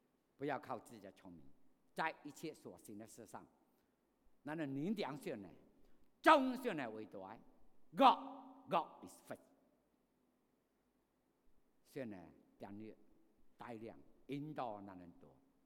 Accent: Fuzhou, Fujian, China; 我们福州人有没有这样相信？

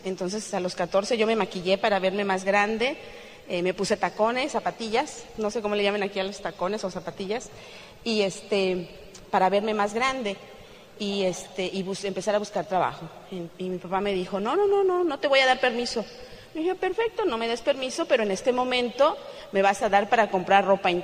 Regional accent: Celaya, Guanajuato, Mexico; also born or lived in Toluca; yo nací en Toluca, Estado de México, que es 45 minutos de la Ciudad de México, pero me crié en Celaya, Guanajuato. Es otro estado totalmente diferente.

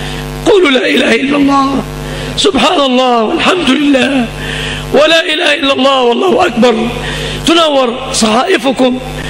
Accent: Egypt; سلم بلادنا مصر من كل مكروه وسوء

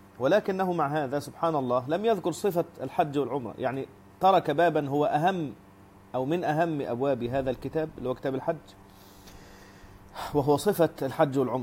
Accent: Egypt; طبعا المصريين بيسموه موز بلبن، وانا مصري فالمفروض اقول موز بلبن

